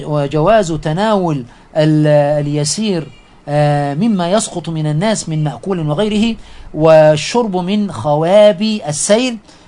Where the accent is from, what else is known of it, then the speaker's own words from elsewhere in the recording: Egypt; فيما يحدث عندنا في مصر حفظها الله ورعاها